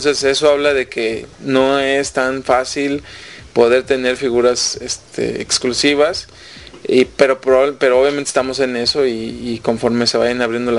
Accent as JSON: {"language": "Spanish", "country": "Mexico", "said": "Aquí el problema en México es que, como buenos mexicanos, nos ha costado mucho trabajo"}